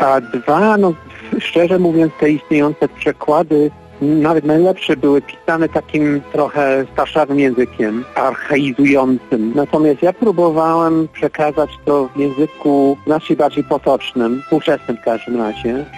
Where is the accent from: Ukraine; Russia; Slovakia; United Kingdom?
United Kingdom; England; Polish is a second language; now in United States; Wielu gatunków nie ma tutaj w Stanach Zjednoczonych, ale istnieją w Anglii, skąd pochodzę.